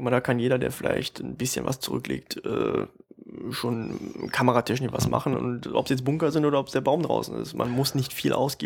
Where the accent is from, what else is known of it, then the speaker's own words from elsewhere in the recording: North Rhine-Westphalia, Germany; Wir kommen aus der Mitte des Ruhrgebiets, in der Nähe von Düsseldorf.